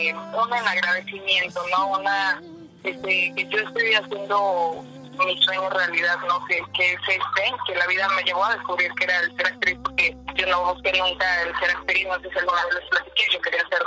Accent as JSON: {"language": "Spanish", "town": "Guadalajara", "region": "Jalisco", "country": "Mexico", "said": "estaba con mi prima en Guadalajara, justamente, que es de donde yo soy"}